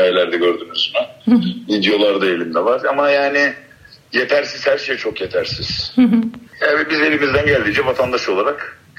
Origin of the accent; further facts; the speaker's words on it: İzmir, Turkey; Kendimiz İzmirliyiz bütün ekibimiz. Karşıyaka, Göztepe, Bornova, Çamdibi her yerden arkadaşımız var.